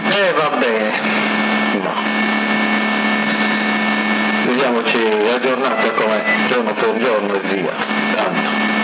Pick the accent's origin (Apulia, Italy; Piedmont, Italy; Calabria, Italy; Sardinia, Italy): Sardinia, Italy; Sassari; Siamo di Sassari.